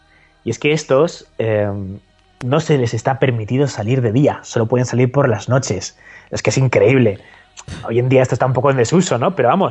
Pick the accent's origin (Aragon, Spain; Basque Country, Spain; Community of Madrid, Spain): Aragon, Spain; Zaragoza; Bueno, a ver, hablando de pilares, ya sabes que yo soy de Zaragoza.